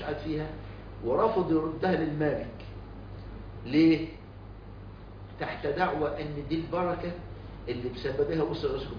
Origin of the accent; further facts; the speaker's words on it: Egypt; عمل قانون اسمه قوانين الإيجار عندنا في مصر